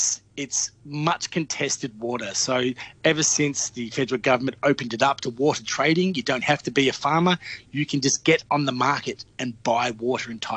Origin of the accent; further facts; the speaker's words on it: Victoria, Australia; in my home state in Victoria